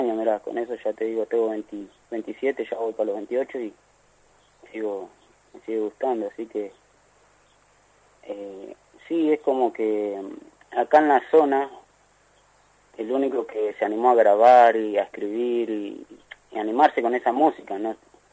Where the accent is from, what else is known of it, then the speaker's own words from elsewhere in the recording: Gobernador Castro, Buenos Aires, Argentina; Sí, sí, oriundo de Gobernador Castro.